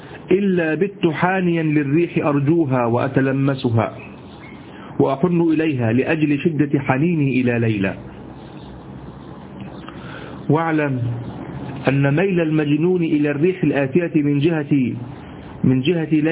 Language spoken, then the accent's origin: Arabic; Egypt; اليمام اللي احنا عندنا في مصر،